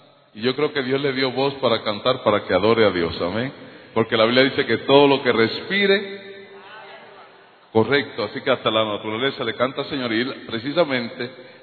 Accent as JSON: {"language": "Spanish", "country": "Puerto Rico", "tie": "born or raised there", "moved": "yes", "lives_now": "Miami, United States", "said": "nuestra isla natal, que es Puerto Rico. Nosotros venimos de Puerto Rico, aunque ahora Dios nos llevó a trabajar en la Florida, Miami."}